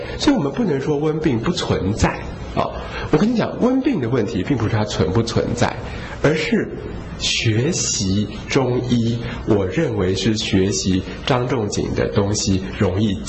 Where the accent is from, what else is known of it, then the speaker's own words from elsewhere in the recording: Taiwan; 只是呢，我们台湾人在这20年之中体质又更堕落了啊。